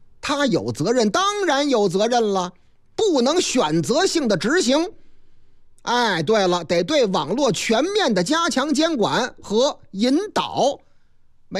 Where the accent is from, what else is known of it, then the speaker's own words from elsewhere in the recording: Henan, China; 我老家河南